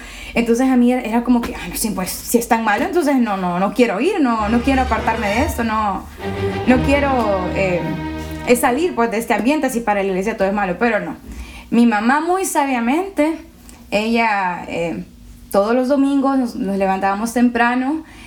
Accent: La Lima, Cortés, Honduras; also born or lived in El Progreso; A los cortos 3 meses de edad me mudé con mi mamá y mi papá aquí en La Lima, en Residencial Oro Verde, y he vivido mis casi 23 años de vida allí.

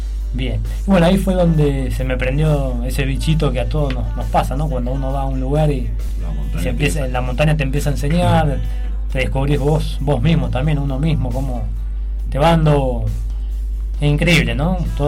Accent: Mar del Plata, Buenos Aires Province, Argentina; soy de Mar del Plata, pero bueno, la vida y los caminos de la vida, uno va tomando rumbos

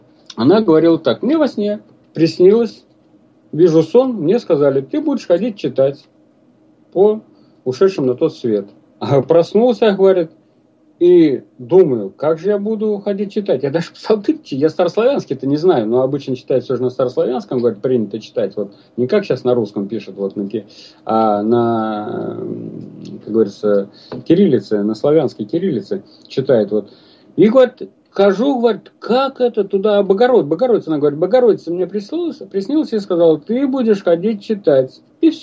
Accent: Ryazan Oblast, Russia; Ну, второй пример, вот это Рязанская область. У меня на родине

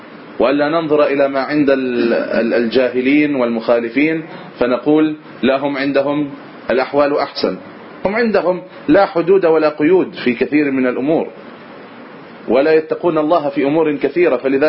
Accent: Egypt; نريد أن يكون عندنا في مصر هنا مثلا جامعة إسلامية سلفية رسمية

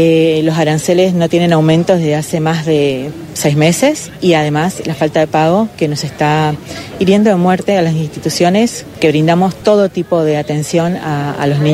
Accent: Argentina; Nosotros como argentinos tenemos leyes que son ejemplares en toda América Latina

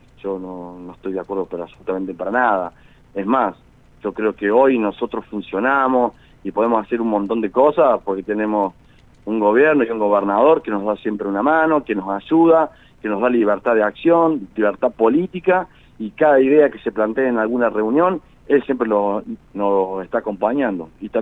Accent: Río Cuarto, Córdoba, Argentina; also born or lived in Viamonte; Yo nací en Viamonte, pero me fui muy chiquito a Río Cuarto.

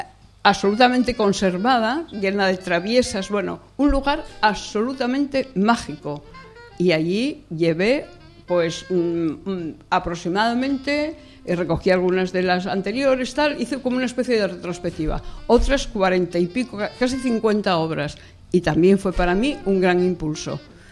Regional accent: Asturias, Spain; soy una amante de Asturias y de todo lo que concierne a nuestra Asturias patria querida

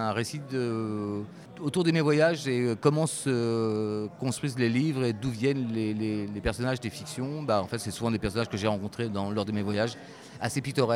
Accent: Brittany, France; Alors, moi, je suis breton.

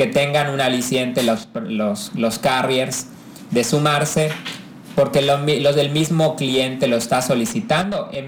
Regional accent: Mexico; como mexicanos, yo creo que no estamos tan acostumbrados a los proyectos colaborativos

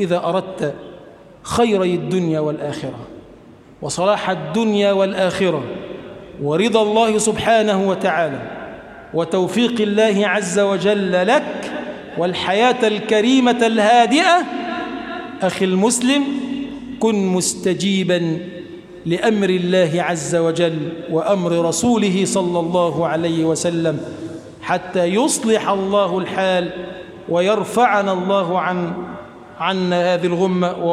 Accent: Egypt; اللهم اجعل بلدنا مصر بلدا آمنا مطمئنا

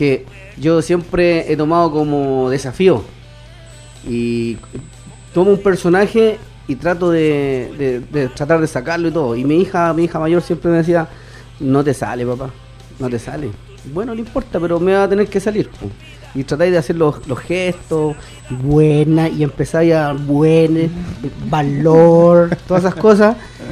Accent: La Florida, Santiago Metropolitan Region, Chile; Yo soy de la Florida y en la Florida yo nunca he estado en nada.

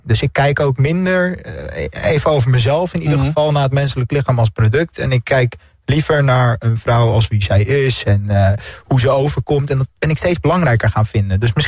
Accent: Netherlands; En we moeten er als Nederlanders eigenlijk heel erg trots op zijn.

